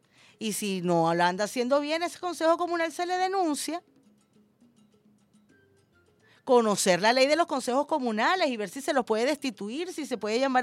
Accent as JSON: {"language": "Spanish", "country": "Venezuela", "said": "Yo sí soy venezolano."}